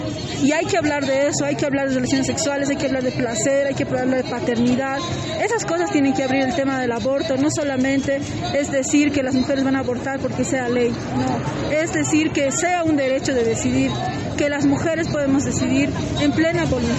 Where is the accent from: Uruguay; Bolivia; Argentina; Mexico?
Bolivia; El Alto, La Paz; yo pongo este letrero porque vengo del Alto y ahí decir aborto, la gente se espanta